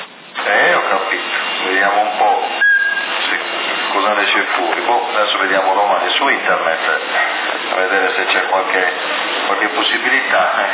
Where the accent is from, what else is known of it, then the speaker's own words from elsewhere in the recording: Ossi, Sardinia, Italy; perché io sono di Ossi, a Sassari dovrei avere la residenza